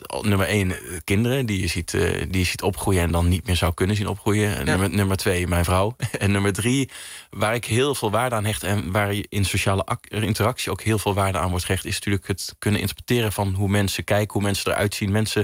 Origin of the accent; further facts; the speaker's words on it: Netherlands; also born or lived in Belgium; Ik ben een Nederlander, dus ik wilde graag terug ook naar Nederland voor de opleiding.